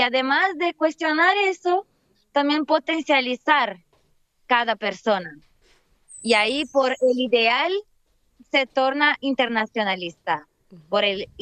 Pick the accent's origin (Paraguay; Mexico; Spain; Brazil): Brazil; porque yo soy de Brasil, así que es otra forma también en Brasil de hacer las cosas.